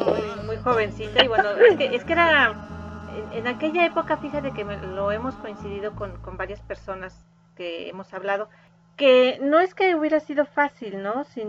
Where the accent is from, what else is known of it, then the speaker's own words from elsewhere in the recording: Mexico; nos identifican como, como mexicanos.